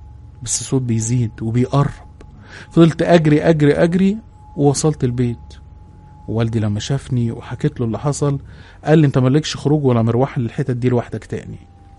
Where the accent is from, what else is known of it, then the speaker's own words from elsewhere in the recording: Upper Egypt, Egypt; انا من الصعيد، واللي من الصعيد هيعرف كويس ويفهم كلامي.